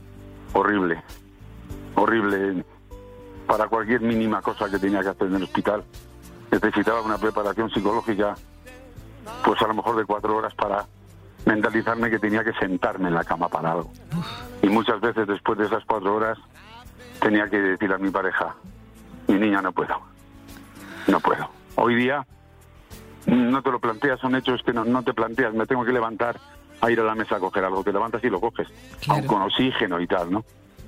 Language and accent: Spanish; Salamanca, Castile and León, Spain; Yo soy una persona calurosa, soy un tipo de Salamanca.